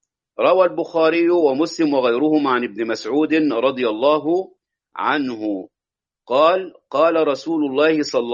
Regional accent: Egypt; هذا يحدث عندنا في مصر، لا أدري إن كان هذا يكون في بلدان أخرى أم لا.

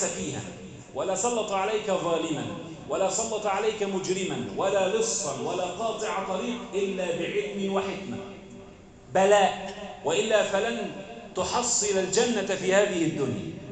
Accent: Egypt; اللهم ارفع عنا الغلاء والبلاء والمحن والوباء، واجعل بلدنا مصر أمناً أماناً سخاءً رخاءً

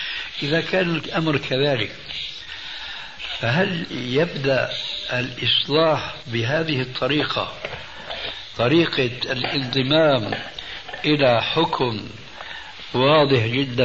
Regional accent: Syria; كما يقولون عندنا في الشام

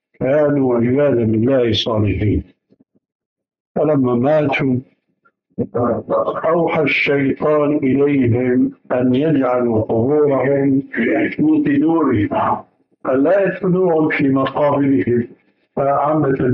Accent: Syria; وكما يقولون عندنا في الشام حطينا رجلينا مي بارد

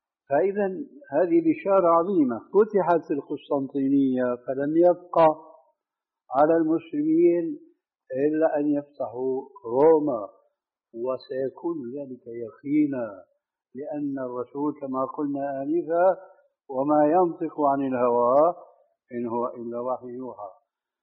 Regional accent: Damascus, Damascus Governorate, Syria; كما يقولون عندنا في دمشق بدها الزكتار

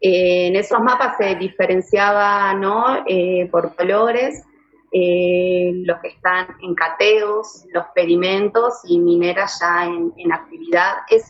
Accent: Abrapampa, Jujuy, Argentina; En mi caso, yo crecí en Abrapampa

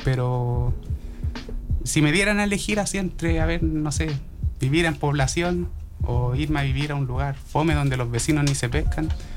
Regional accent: Santiago Metropolitan Region, Chile; Sí, mira, claro, mirada rara por decir que uno es de Los Espejos.

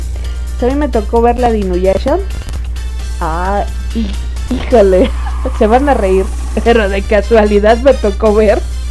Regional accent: Mexico; como buena mexicana, ¿verdad? Llegando a trabajar.

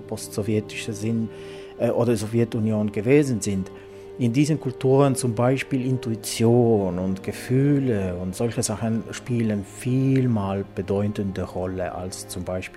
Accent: Estonia; German is a second language; moved away as an adult; also born or lived in Finland / Sweden; now in Berlin, Germany; Ich bin ja 18 gewesen, bin ich aus Estland umgezogen.

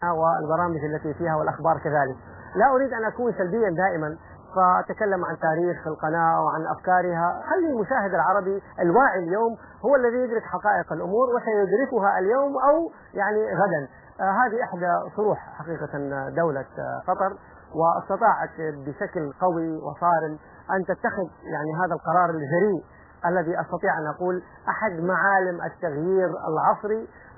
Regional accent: Saudi Arabia; عندنا من لبنان، عندنا من العراق، يعني جنسيات متنوعة ومختلفة، وأنا من السعودية

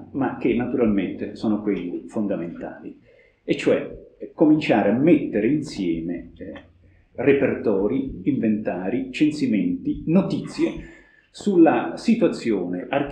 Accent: Rome, Lazio, Italy; Io mi sto occupando delle visite pastorali nell'ambito di Roma, vengo da Roma

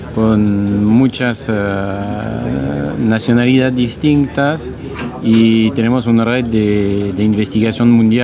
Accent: central France, France; now in Argentina; Soy francés y vivo acá.

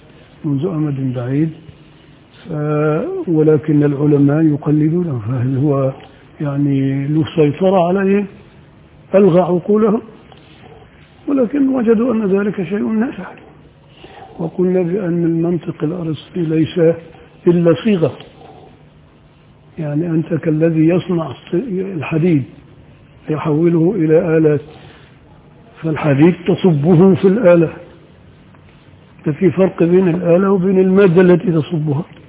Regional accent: Upper Egypt, Egypt; إنما عندنا في الصعيد كده، الصعيد الأدنى

